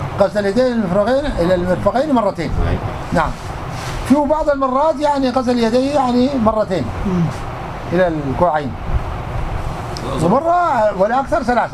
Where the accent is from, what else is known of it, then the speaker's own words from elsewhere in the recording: Morocco; عندنا في المغرب كده